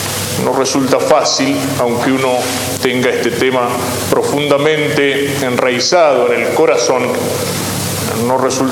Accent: Argentina

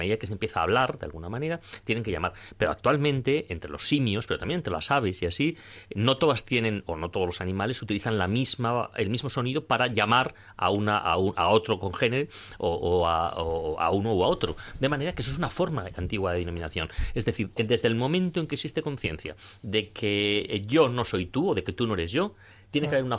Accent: Valladolid, Castile and León, Spain; yo he oído una vez a una señora mayor en mi pueblo, en Valladolid

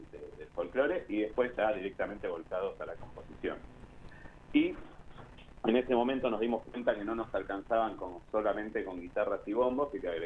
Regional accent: Buenos Aires, Argentina; Y nosotros, como porteños, sentíamos que éramos más rockeros, más punk que los punk

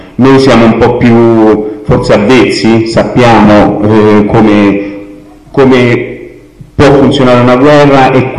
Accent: Colleferro, Lazio, Italy; vengo da Colleferro e sono il referente della sede territoriale di Emergency di Colleferro.

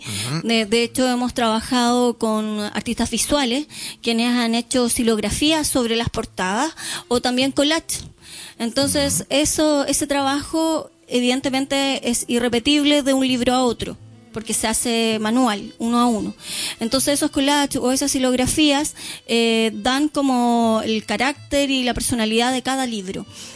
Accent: Puerto Montt, Los Lagos, Chile; nosotros, si bien somos de Puerto Montt

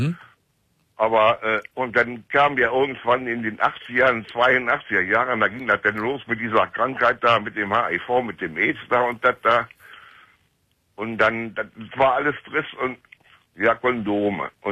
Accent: Cologne, North Rhine-Westphalia, Germany; now in Hildesheim, Germany; Ich bin auch eine Kölsche Junge. Ich komme von der Schelsig. Ich komme aus Delburg.

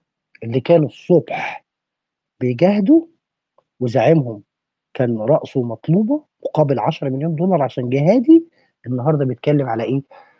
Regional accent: Egypt; انا كمصري بقى انا عرق مصري منحدر من نسل ايه؟ انا منحدر من نسل ايه؟ انا عايز اعرف، يعني انا شخصيا عايز اعرف انا منحدر من نسل ايه؟ انا واحد انا شخصيا امي نوبيه

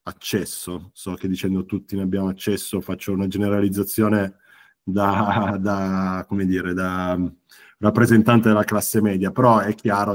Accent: Turin, Piedmont, Italy; noi siamo di Torino

